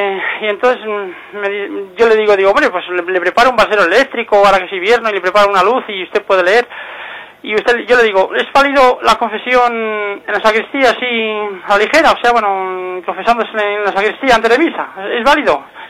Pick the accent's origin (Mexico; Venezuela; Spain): Spain; Segovia, Castile and León; Soy aquí de Segovia … tengo 55 años y estoy soltero.